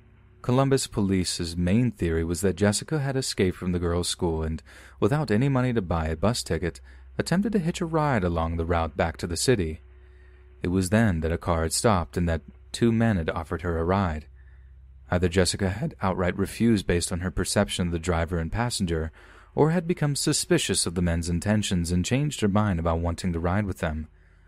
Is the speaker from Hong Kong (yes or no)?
yes; Hong Kong; You see, I'm from Hong Kong and I work at Pok Fu Lam Cemetery